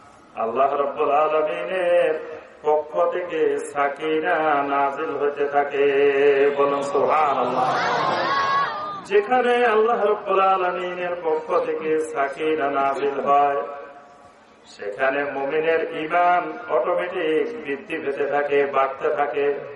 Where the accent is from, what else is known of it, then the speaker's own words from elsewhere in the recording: Noakhali, Chittagong Division, Bangladesh; now in Dhaka, Bangladesh; আমি ঢাকা থেকে এসেছি, কিন্তু আমার অরিজিনাল বাড়ি হল নোয়াখালী।